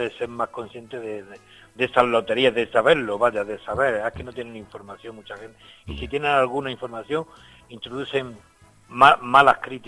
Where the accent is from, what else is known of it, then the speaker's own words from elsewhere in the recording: Granada, Andalusia, Spain; born there; moved away; Yo soy nacido en Granada, pero me vine aquí en el año 78.